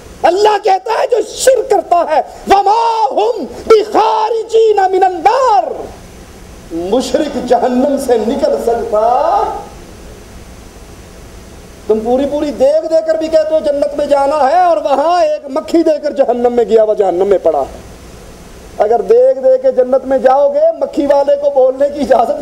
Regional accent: Multan, Punjab, Pakistan; میں ملتان کا رہنے والا ہوں, اپنی آنکھوں کا منظر آپ کو سناتا ہوں

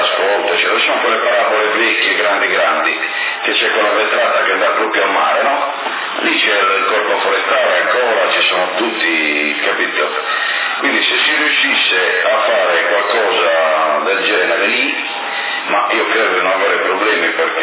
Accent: Naples, Campania, Italy; sono napoletano, è una cosa allucinante, veramente.

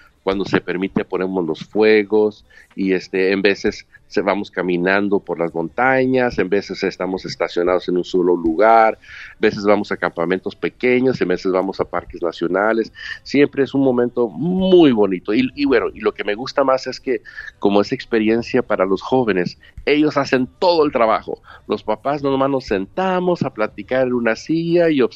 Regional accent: Mexico; also born or lived in Chicago; now in Los Angeles, United States; me casé con una mujer de mi pueblo, nos conocimos de jovencitos en México, en vacaciones los dos, y aunque yo vivía en Chicago y ella vivía en Los Ángeles, pues llegó el tiempo donde yo decidí mudarme a Los Ángeles

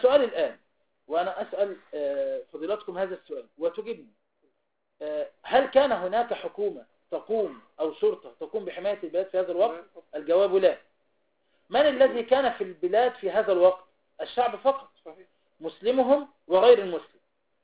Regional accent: Egypt; إذن نحن شعب مصري يدا واحدة

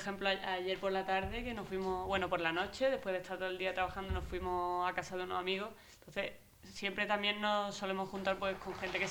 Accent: Málaga, Andalusia, Spain; Yo vengo de Málaga y he estado allí muchos años en un estudio, ¿no?, con otros compañeros

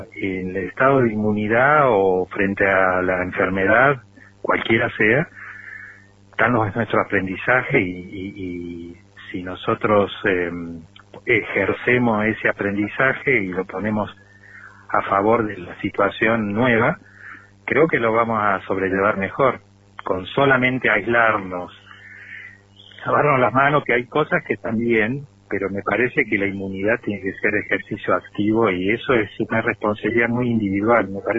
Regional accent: Córdoba, Argentina; now in Traslasierra, Argentina; Soy nativo de Córdoba capital, vivo acá en Tras la Sierra desde el año 91.

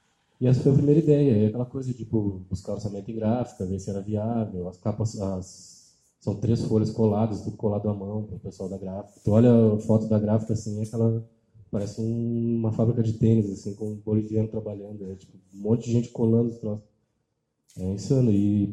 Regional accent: Pelotas, Rio Grande do Sul, Brazil; Que são da cidade onde eu nasci, que é Pelotas, no Rio Grande do Sul. Que é uma cidade do interior.

